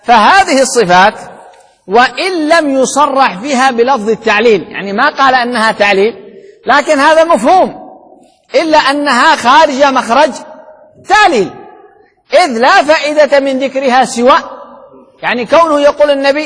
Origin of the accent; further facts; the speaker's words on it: Sanaa, Amanat Al Asimah, Yemen; وبالعامية عندنا بصنعاء شغل دوماً دوماً يعني عقل،